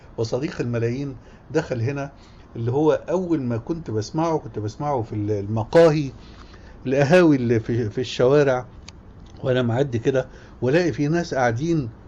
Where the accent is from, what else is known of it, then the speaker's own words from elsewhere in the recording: Damanhur, Beheira, Egypt; born there; لان انت بتكلمين عن دمنهور حبيبتي. دمنهور دي قاهره على صغير شوية